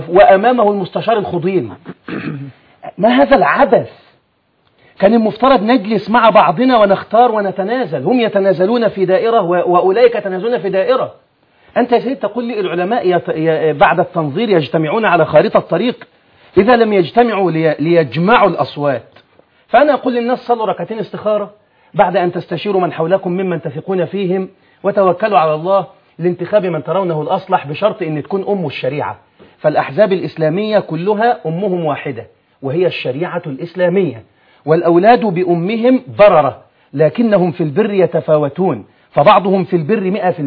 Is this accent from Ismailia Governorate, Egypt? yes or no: no; Alexandria, Alexandria Governorate, Egypt; يعني خذ عندك، عندي في الإسكندرية